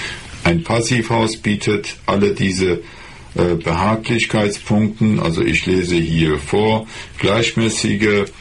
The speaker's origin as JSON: {"language": "German", "country": "Iran", "second_language": "German", "lives_now": "Germany", "said": "Im Iran, wo ich herkomme"}